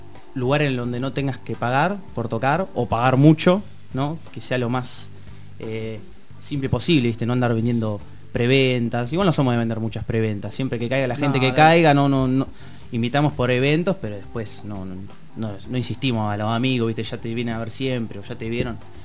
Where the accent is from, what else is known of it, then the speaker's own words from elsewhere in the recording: Tandil, Buenos Aires Province, Argentina; now in La Plata, Argentina; Particularmente él, sí. Yo soy de Tandil.